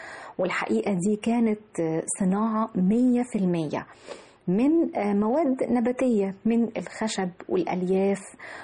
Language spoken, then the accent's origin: Arabic; Egypt; ده فخر لنا جميعا كمصريين إن هذا العدد الهائل يكون عندنا في أرضنا مصر الحبيبة